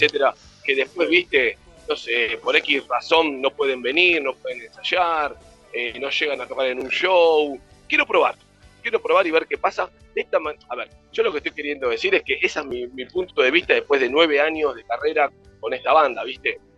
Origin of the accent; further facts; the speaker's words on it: Buenos Aires, Argentina; Yo soy de Capital Federal.